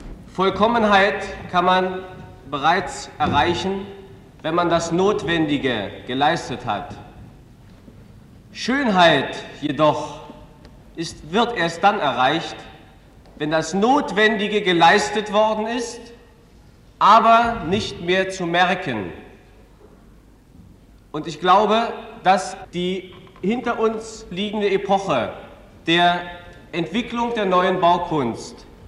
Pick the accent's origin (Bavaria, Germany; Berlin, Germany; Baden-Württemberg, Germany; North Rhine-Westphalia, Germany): Berlin, Germany; Ich komme aus Berlin